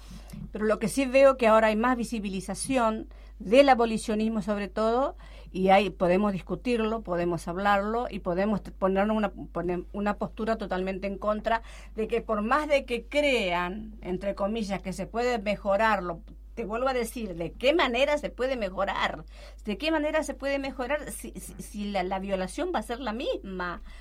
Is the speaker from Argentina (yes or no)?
yes; Argentina; Si nosotras, que somos argentinas, hacemos eso